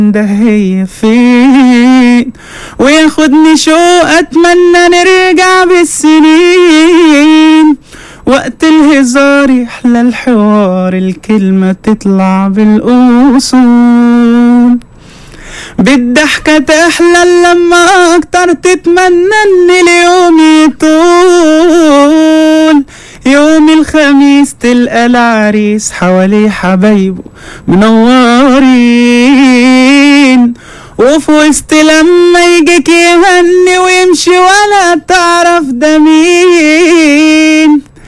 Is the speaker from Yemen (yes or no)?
no; Khusus, Qalyubia, Egypt; من الخصوص.